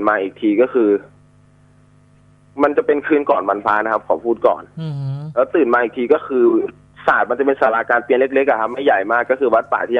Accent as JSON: {"language": "Thai", "region": "Loei", "country": "Thailand", "said": "ก็ผมเป็นคนจังหวัดเลยครับ"}